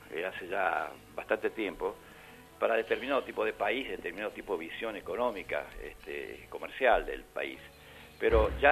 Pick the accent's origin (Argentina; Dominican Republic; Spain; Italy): Argentina; Nosotros para ellos somos extranjeros.